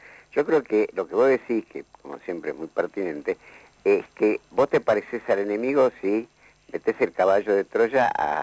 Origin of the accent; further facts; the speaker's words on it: Argentina; pero son uruguayos, nosotros somos argentinos.